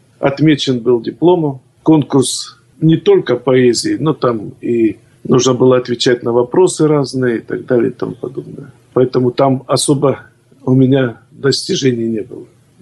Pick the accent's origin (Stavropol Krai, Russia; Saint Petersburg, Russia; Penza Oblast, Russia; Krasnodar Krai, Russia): Krasnodar Krai, Russia; Я люблю свой край. Наш богатый Краснодарский край, он богатый традициями, и это благодатная земля. И, конечно, воспоминания детства, когда еще мама меня на выходные отправляла в станицу к бабушке.